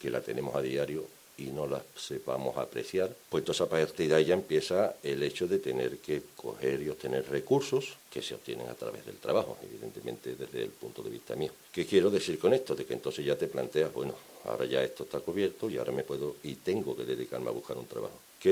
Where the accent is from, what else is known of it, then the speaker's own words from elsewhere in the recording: Seville, Andalusia, Spain; now in Zaragoza, Spain; A mí cuando me preguntan por mi tierra nunca digo soy de Sevilla. Siempre digo soy de Andalucía, sevillano, de Triana, del Tardón.